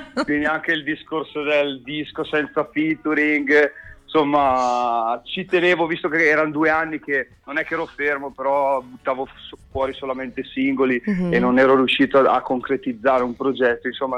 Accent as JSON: {"language": "Italian", "town": "Salò", "region": "Lombardy", "country": "Italy", "said": "io in realtà non sono proprio della città di Brescia, io arrivo da un paesino che è Salò sul lago di Garda, quindi sono ancora più isolato."}